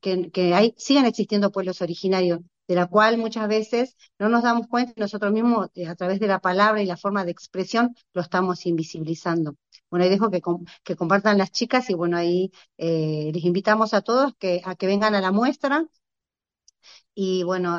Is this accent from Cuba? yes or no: no; Jujuy, Argentina; soy de Jujuy, estoy con el tercer malón de La Paz.